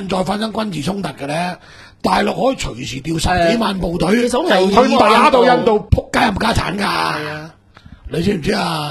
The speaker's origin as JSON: {"language": "Cantonese", "country": "China", "said": "嗰個民族其實當同我哋中國人一樣"}